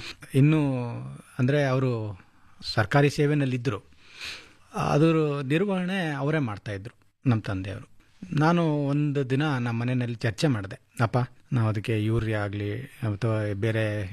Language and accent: Kannada; Hunsur, Karnataka, India; ನಾನು ಮೈಸೂರು ಜಿಲ್ಲೆ ಹುಣಸೂರಿಂದ ಬಂದಿದ್ದೀನಿ ಸರ್.